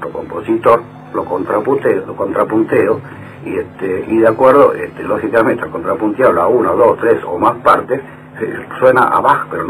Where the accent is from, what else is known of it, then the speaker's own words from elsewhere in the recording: Argentina; Los demás en mi pueblo, al cual yo me debo y además nací de él. Yo no nací en Marte, nací en la Tierra, los otros son los terráqueos, los que están al lado mío. En este caso, mi pueblo, la Argentina.